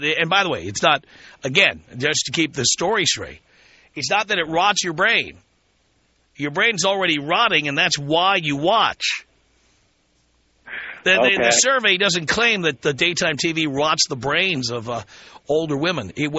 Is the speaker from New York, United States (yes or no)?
yes; New York City, New York, United States; I grew up in the South Bronx. I grew up in one of the poorest neighborhoods in America, if not the poorest.